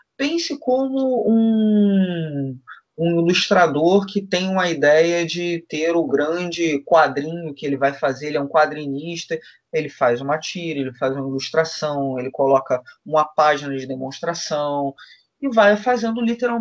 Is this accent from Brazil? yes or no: yes; Rio de Janeiro, Brazil; eu sou do Rio